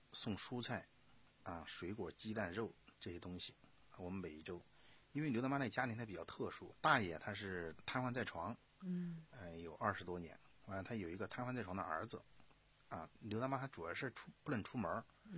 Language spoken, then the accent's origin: Chinese; Sichuan, China; 从一个我四川啊，在大巴山，川东地区属于大巴山，啊，这个走出来的